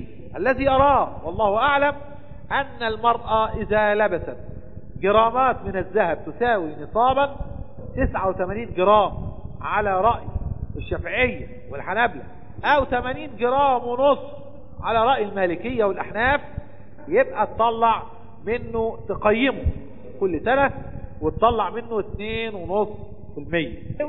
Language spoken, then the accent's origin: Arabic; Egypt; لكن العلماء عندنا في مصر قالوا التقدير الآن بالفضة